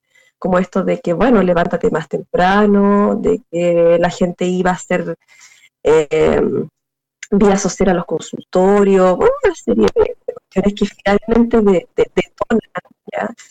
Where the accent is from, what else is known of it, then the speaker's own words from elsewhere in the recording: Chile; Nosotros como chilenos no hemos tenido esa posibilidad durante mucho tiempo.